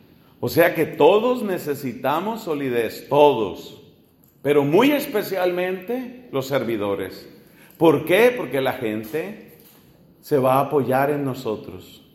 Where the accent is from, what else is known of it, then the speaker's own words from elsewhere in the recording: Colombia; En mi país, yo soy colombiano, en el norte de mi país, de donde son mis papás, la zona de Barranquilla